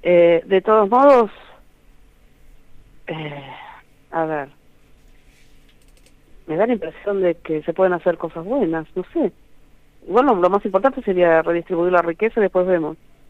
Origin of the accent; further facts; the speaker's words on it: Buenos Aires Province, Argentina; Casi, nací en el Gran Buenos Aires.